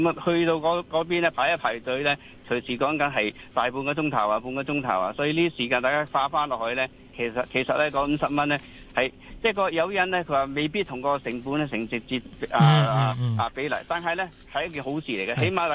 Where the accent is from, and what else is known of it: Hong Kong